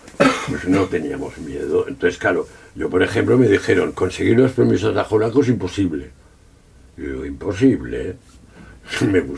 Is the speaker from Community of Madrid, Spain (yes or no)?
no; Catalonia, Spain; sí, soy catalán